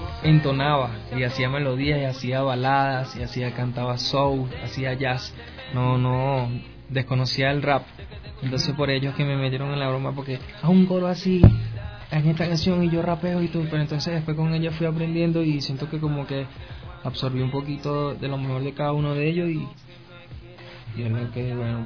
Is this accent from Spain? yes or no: no; Venezuela; crecí escuchando a … Nosotros los venezolanos escuchamos más vallenato que los mismos colombianos.